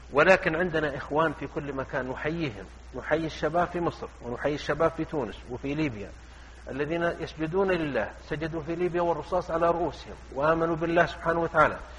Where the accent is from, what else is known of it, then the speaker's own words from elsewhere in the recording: south, Saudi Arabia; أنا جيت من الجنوب ومعنا ناس من الشمال وناس من الشرقية وناس من الغربية